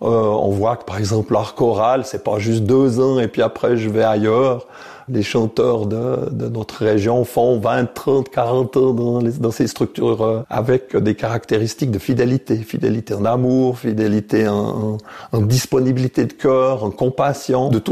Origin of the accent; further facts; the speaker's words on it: Le Bioux, Vaud, Switzerland; je suis né au Biot au mois de mai 1957. J'ai grandi dans une partie du village qui s'appelle Chez-Besson, dans la ferme de mes parents et de mes grands-parents.